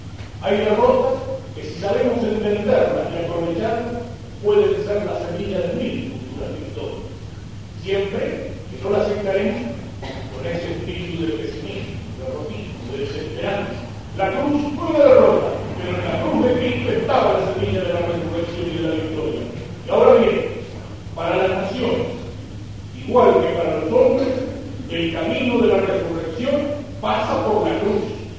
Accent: Argentina; no solo nos encontramos como argentinos bajo la bandera de la patria

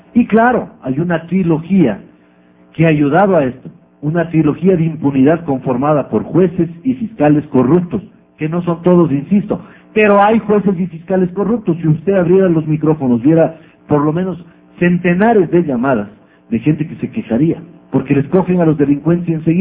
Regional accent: Ecuador; O somos más los ecuatorianos que queremos vivir en paz.

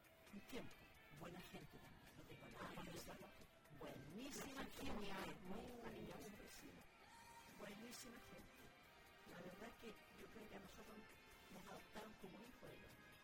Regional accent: Coelemu, Ñuble, Chile; No, yo viví en Coelemo, nací en Coelemo, estudié hasta el sexto.

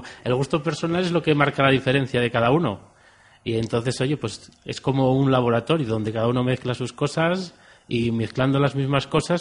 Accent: Asturias, Spain; Pues soy de Asturias, de un pueblo muy pequeñito de Asturias.

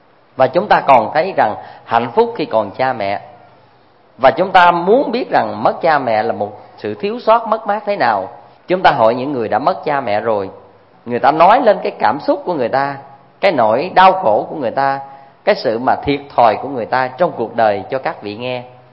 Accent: Tra On, Vĩnh Long, Vietnam; Hay dưới quê tôi á, ngang sông Trà Ôn nó có một cái cù lao cũng nên thơ lắm

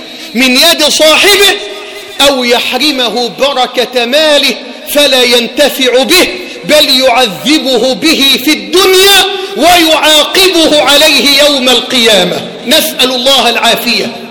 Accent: Egypt; وطهر بلدنا مصر واحة للأمن والأمان وسائر بلاد

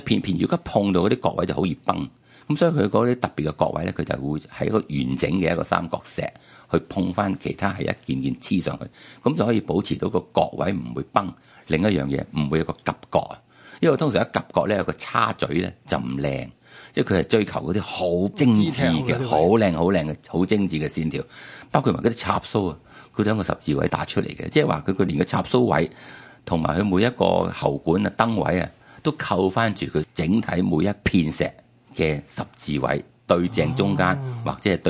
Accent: China; 即係我哋中国人好多时都好鍾意自己话事啦

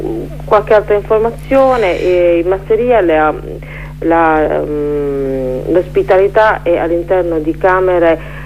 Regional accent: Apulia, Italy; a parte noi che organizziamo, non sono pugliesi

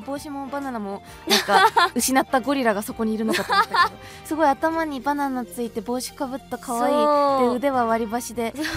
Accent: Tokyo, Japan; 東京の雪もさ、私東京出身なんだけどさ

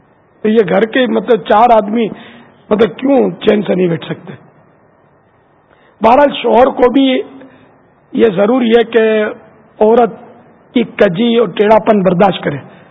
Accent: Pakistan; born there; میں اس وطن میں پیدا ہوا ہوں پاکستان میں

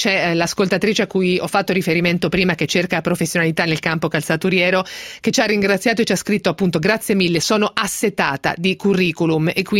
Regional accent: Marche, Italy; A parte che sono marchigiana, quindi me lo immaginavo.

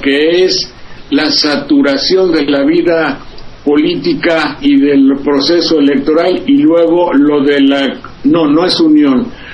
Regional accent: Mexico; como mexicano protesto, como ser humano, tengo todo el derecho de hacerlo y decirlo para quien lo guste oír.

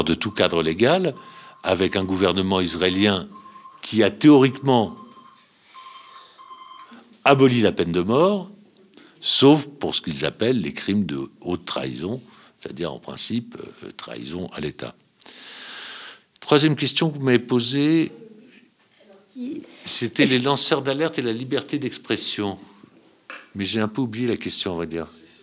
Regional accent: France; c'est qu'elle est en danger ici, là, chez nous, en France, immédiatement.

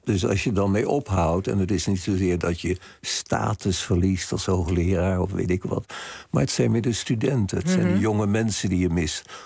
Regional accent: Rijswijk, South Holland, Netherlands; born there; Want ik ben geboren in Rijswijk... op een van de drukste punten van Rijswijk. Dus dat ben ik altijd gewend geweest.

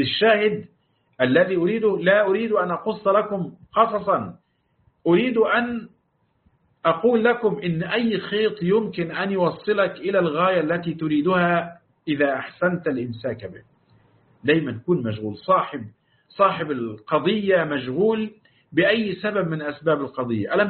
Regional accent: Upper Egypt, Egypt; لأنها عندنا في الصعيد نقول يا بخت فلان، أو ده بخت عظيم

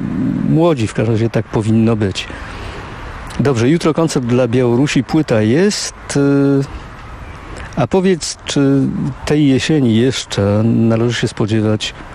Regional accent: Silesian Voivodeship, Poland; jestem z Górnego Śląska

